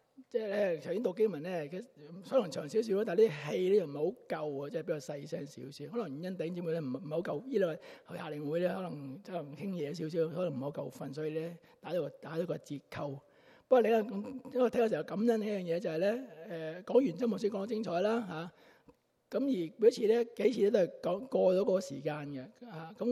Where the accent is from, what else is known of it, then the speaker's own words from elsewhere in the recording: China; 我们中国人很有意思的